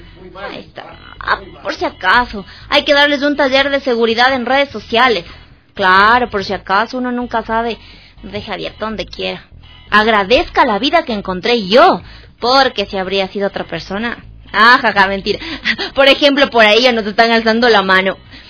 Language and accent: Spanish; Ecuador; realmente no se puede llamar como ecuatoriano, porque es parte de nuestra cultura